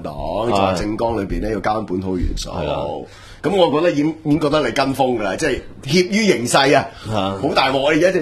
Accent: Hong Kong

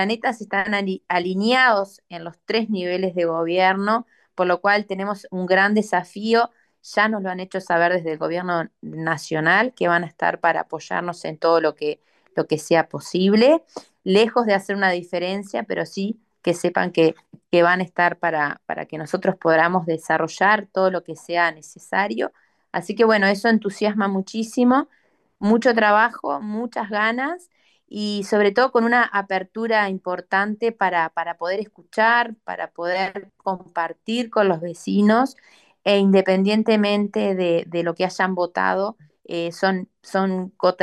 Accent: Young, Río Negro, Uruguay; also born or lived in Montevideo; nací en Yun, mi familia llegó en el 71 con mis tres hermanos, mi hermano más chico y yo nacimos acá. Yo soy muy, muy yunguense, amo mucho esta tierra, elegí Yun porque me fui a estudiar a Montevideo y volví.

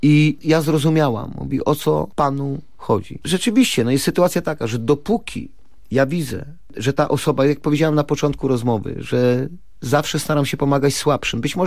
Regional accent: Opole Voivodeship, Poland; Ponieważ ja wychowałem się na Opolszczyźnie, to jest bardzo specyficzny region. Tam już właściwie Unia Europejska była jeszcze przed powstaniem Unii Europejskiej, ponieważ tam mieszkali i przesiedleńcy ze wschodu, z Kresów, i autochtoni, Ślązacy, czy wręcz Niemcy. Ślązacy i Niemcy.

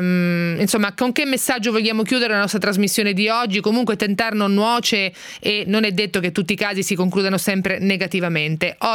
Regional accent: Ancona, Marche, Italy; io sono anconetana in primo luogo

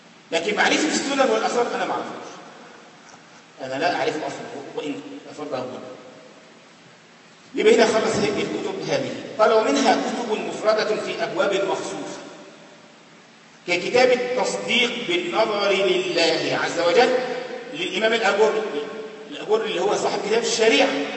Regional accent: Egypt; القرافة دي منطقة عندنا في مصر

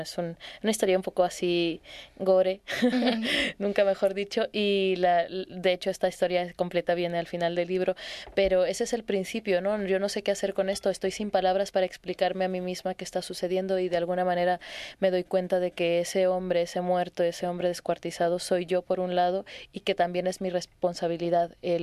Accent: Tijuana, Baja California, Mexico; Yo soy de Tijuana, soy una mujer de la frontera norte de México.

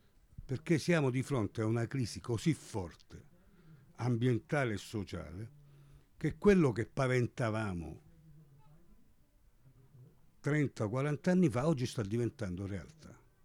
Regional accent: Strait of Messina, Italy; io sono dello Stretto, ma ho insegnato insegno a Venezia, a Firenze da 31 anni

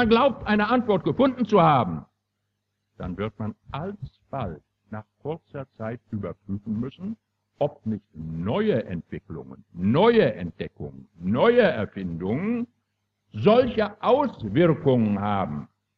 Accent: Mecklenburg-Vorpommern, Germany; Ich, meine Damen und Herren, stamme aus Mecklenburg und ich stamme aus Vorpommern

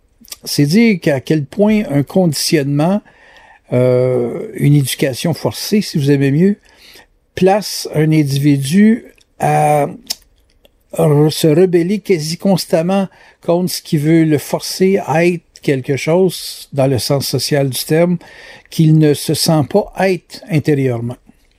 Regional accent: Quebec, Canada; Moi, je suis Québécois

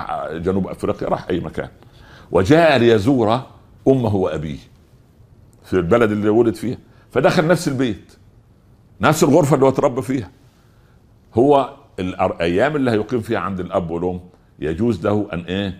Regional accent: Upper Egypt, Egypt; او زي ما يقولوا الشوام وعندنا في الصعيد طنجرة ولقيت غطاها

